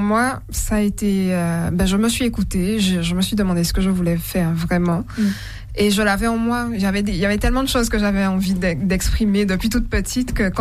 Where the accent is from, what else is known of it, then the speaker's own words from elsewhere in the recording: Guadeloupe; Alors, je suis de la Grande Terre, de la vraie.